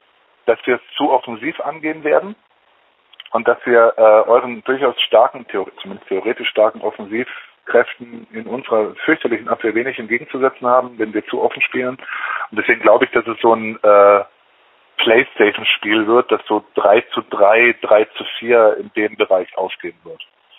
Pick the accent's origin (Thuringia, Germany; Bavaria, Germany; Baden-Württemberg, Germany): Baden-Württemberg, Germany; Stuttgart; Als Stuttgarter würde ich den 8. Platz jetzt mal nehmen